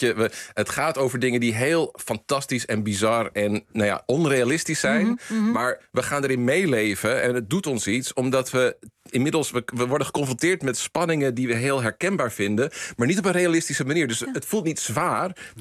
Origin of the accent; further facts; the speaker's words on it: Netherlands; ga ik even on the record als Nederlandse, een Nederlands-Amerikaanse filmwetenschapper.